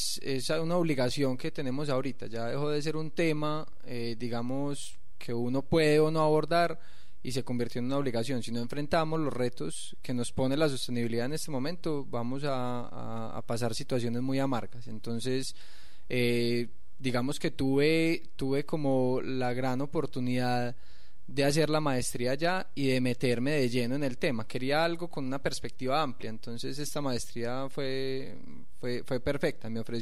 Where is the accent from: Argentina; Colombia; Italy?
Colombia; Medellín, Antioquia; moved away; Yo salí de acá, como les dije, en el 2008, y la verdad es que salí de Medellín siendo un usuario de carro particular